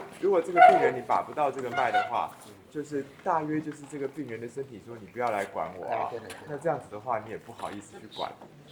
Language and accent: Chinese; Taiwan; 就是我们台湾人说什么